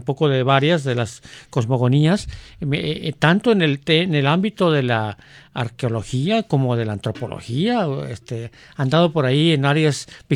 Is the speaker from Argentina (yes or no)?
no; Mexico; que nos interesa a nosotros como mexicanos